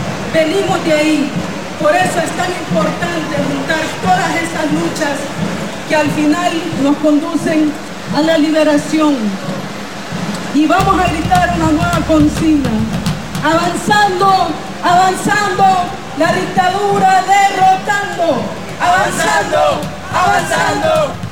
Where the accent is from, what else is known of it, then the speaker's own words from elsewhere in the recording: Honduras; Queremos decirles, como pueblo hondureño, como resistencia hondureña